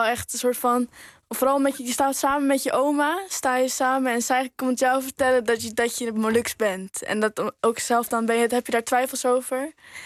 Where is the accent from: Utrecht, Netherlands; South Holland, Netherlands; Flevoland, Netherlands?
Utrecht, Netherlands; Woerden